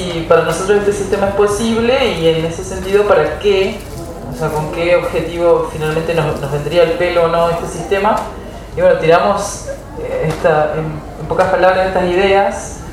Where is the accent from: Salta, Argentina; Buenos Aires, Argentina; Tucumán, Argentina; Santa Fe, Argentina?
Santa Fe, Argentina; Nosotros somos de Santa Fe, la Casa de Semillas del Litoral.